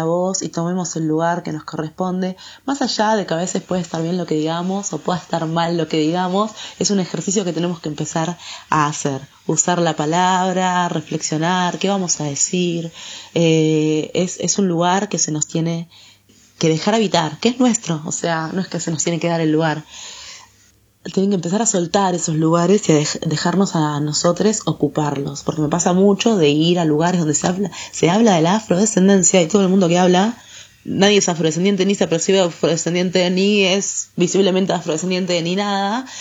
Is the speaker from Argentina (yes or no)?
yes; Argentina; Yo siempre como me preguntan, ¿vos de dónde sos? Yo soy argentina, ¿y vos?